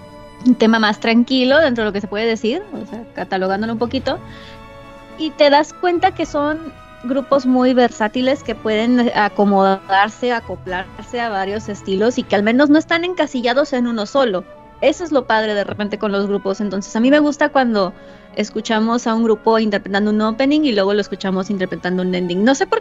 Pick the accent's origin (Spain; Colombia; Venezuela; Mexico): Mexico; Somos malas mexicanas en todo caso